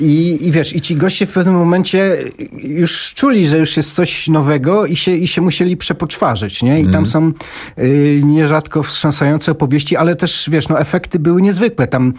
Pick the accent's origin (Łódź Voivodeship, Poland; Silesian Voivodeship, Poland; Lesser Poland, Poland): Silesian Voivodeship, Poland; Częstochowa; Ja na przykład pochodzę z Częstochowy i to sam na własnej skórze odczułem.